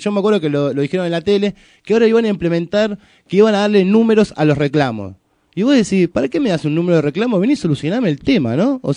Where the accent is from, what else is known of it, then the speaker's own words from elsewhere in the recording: Paso del Rey, Buenos Aires Province, Argentina; yo soy de Paso de Rey